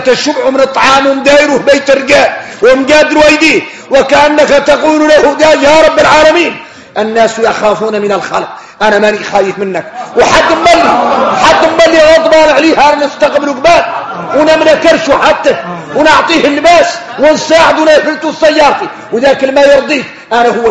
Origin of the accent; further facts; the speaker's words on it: Mauritania; نحن موريتاني.